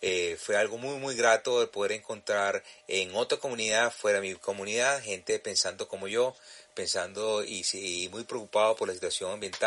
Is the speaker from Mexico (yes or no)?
no; Venezuela; now in New Haven, United States; soy venezolano radicado en la ciudad de New Haven, en el estado de Connecticut, en los Estados Unidos.